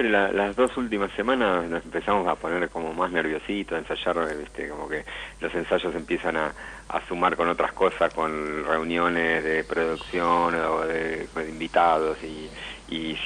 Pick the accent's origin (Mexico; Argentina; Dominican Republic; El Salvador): Argentina; Bernal, Buenos Aires Province; Yo soy de Bernal, viví 15 años en Capital y hace un poco más de un año que volvimos para acá con la fría. Un poquito más verde, más tranqui, muy lindo.